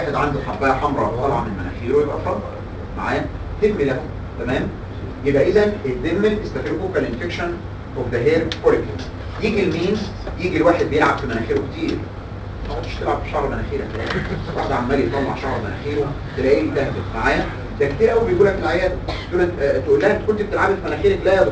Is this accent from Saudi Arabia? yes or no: no; Egypt; ودي مشكلتنا عندنا في مصر